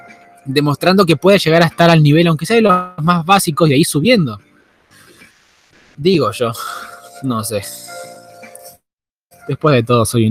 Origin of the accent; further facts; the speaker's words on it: Argentina; Lamentablemente sí, soy argentino porque nací, crecí, creo que voy a morir en este país